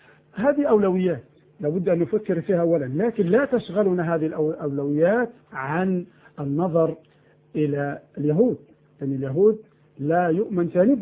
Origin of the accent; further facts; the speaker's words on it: Egypt; عندنا في مصر بفضل الله رادارات تصور الطائرة